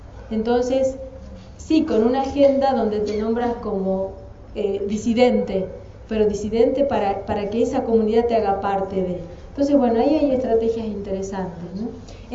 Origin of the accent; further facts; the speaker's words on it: Argentina; moved away as an adult; soy argentina, pero yo me fui cuando tenía 26 años y ya tengo 52